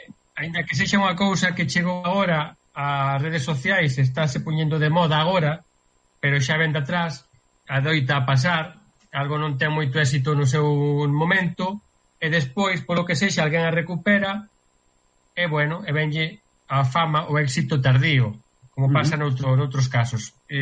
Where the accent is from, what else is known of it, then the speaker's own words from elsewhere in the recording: Galicia, Spain; que os que somos galegos, pois, che pase o pelo de punta, te sintes ben